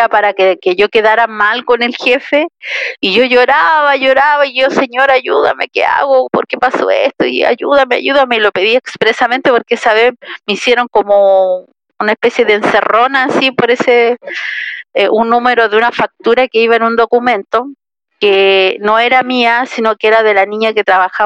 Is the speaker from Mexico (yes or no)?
no; Tocopilla, Antofagasta, Chile; yo soy de Tocopilla y siento como mi casa la iglesia de Tocopilla.